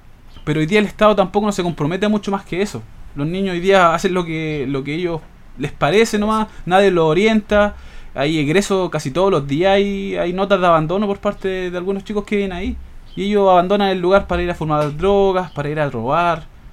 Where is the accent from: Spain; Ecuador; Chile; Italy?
Chile; Santiago Metropolitan Region; Yo soy de Teniente Merino 2, la Claudia de Barrio Norte, éramos vecinos antes, y nosotros hemos vivido en carne propia lo que significa la segregación, la marginalidad de toda lo que produce este sistema neoliberal acá en Chile